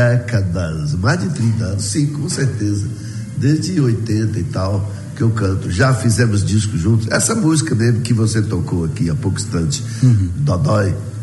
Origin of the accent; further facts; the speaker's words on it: Vitória da Conquista, Bahia, Brazil; also born or lived in Salvador / Rio de Janeiro; morei um tempão lá em Salvador, né? Depois resolvi voltar aqui para minha terra, mas ainda quando eu morava no Rio de Janeiro, antes de voltar para Conquista